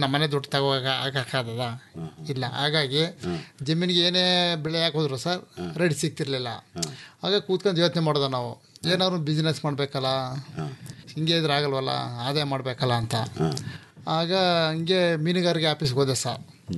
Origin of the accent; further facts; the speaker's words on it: Karnataka, India; ಸಾಗರಗಡ್ಡೆ ಮುಂದೆ ಉಂಗ್ರಾಜ್ ಹತ್ರ ಹೊಸಕೋಟೆ ಸಾಗರಗಡ್ಡೆ ಹೊಸ ಬ್ರಿಡ್ಜ್ ಆಗಿದಿಲ್ಲ, ಅಲ್ಲೇನೆ ನಮ್ಮೂರು, ಬ್ಯಾಕ್ ವಾಟರ್ ಸರ್ ನಮ್ದು.